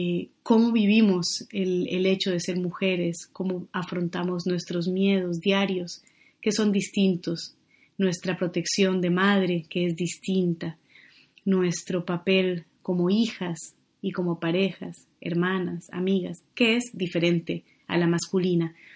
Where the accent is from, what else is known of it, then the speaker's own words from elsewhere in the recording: Colombia; now in Barcelona, Spain; Vivo en Barcelona, aunque soy de Colombia